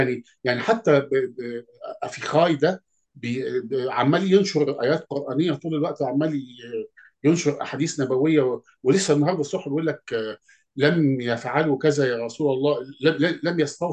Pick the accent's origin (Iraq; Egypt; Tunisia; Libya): Egypt; في مصر هل اسرائيل يعني مش مأثرة علينا احنا كمصريين حاليا؟